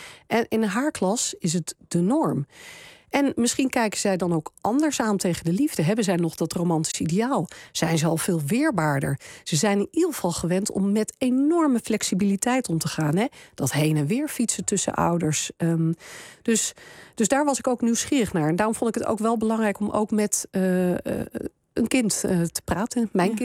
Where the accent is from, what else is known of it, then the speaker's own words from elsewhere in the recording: Denmark; Ik kom uit Denemarken oorspronkelijk